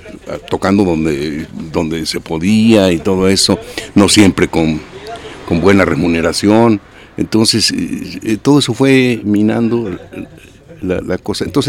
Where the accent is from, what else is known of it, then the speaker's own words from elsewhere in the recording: Jalisco, Mexico; also born or lived in Mexico City; Yo soy de aquí de Jalisco. Sí. Y estaba radicando en la Ciudad de México en ese tiempo.